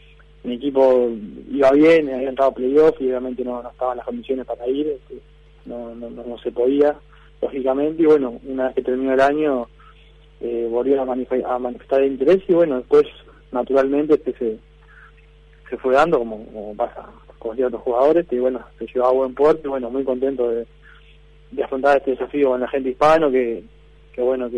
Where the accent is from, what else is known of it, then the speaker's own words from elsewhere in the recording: Uruguay; yo soy jugador vasco, pero soy uruguayo.